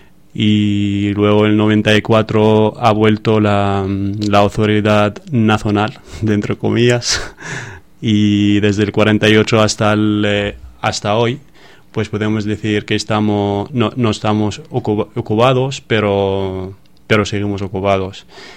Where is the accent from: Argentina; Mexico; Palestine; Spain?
Palestine; Gaza, Gaza Strip; Spanish is a second language; soy de Gaza, no sé, pero nació yo y mi padre como refugiados en Gaza. Entonces he vivido toda mi vida ahí en Gaza como refugiado, pero sigue diciendo que soy de Gaza porque es mi tierra.